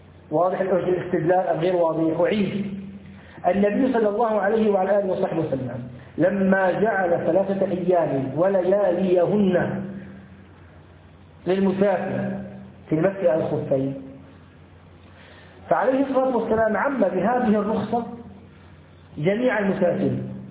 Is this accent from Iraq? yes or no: no; Syria; لو أنه ركب مثلا الكرنة الباص عندنا في الشام، نسافر مثلا من دمشق إلى حماة